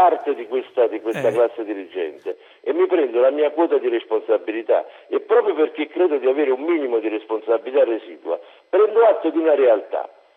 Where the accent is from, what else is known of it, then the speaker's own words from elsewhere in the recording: Benevento, Campania, Italy; Sì, sono di Benevento